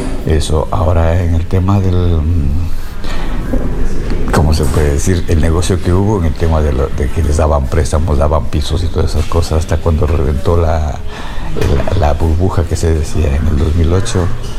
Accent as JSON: {"language": "Spanish", "town": "Quito", "region": "Pichincha", "country": "Ecuador", "tie": "born or raised there", "also_born_or_lived": "Patate", "moved": "yes", "lives_now": "Valencia, Spain", "said": "Soy de Quito. Yeah. Bueno, he crecido en Quito, porque yo soy nacido en la provincia de Tungurahua, en Patate. Pero pequeño me llevaron mis padres a Quito y he crecido yo ahí."}